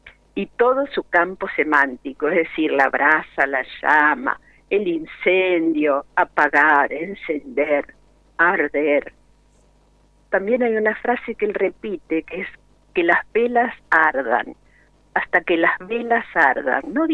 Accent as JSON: {"language": "Spanish", "town": "Rosario", "region": "Santa Fe", "country": "Argentina", "said": "Ustedes saben que soy rosarina."}